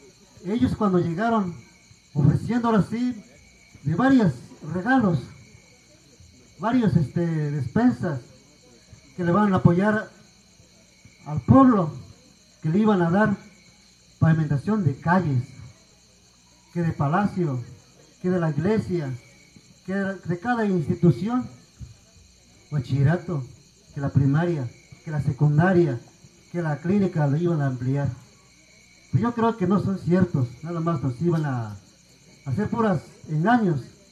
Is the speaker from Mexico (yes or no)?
yes; Puebla, Mexico; También les voy a compartir a lo que estaba sucediendo allá en mi pueblo, como de Puebla.